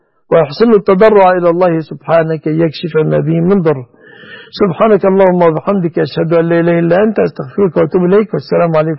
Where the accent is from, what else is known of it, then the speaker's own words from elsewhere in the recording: Egypt; بلادنا مصر